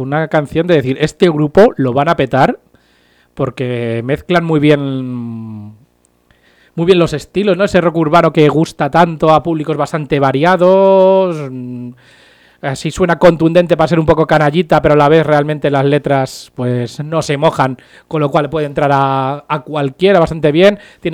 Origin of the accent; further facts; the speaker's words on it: Pinto, Community of Madrid, Spain; A mí si me dicen que soy de Madrid, pues bueno, no me importa mucho. Pero soy de Pinto.